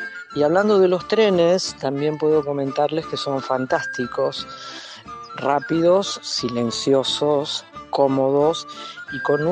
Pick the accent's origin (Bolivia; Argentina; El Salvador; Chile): Argentina; now in Netherlands; Cuando yo digo y me pregunta a alguien de dónde vengo, y yo digo que vengo de la Argentina, ¿cuál creen que es el comentario más rápido y más fácil que aparece acá, acá en Holanda?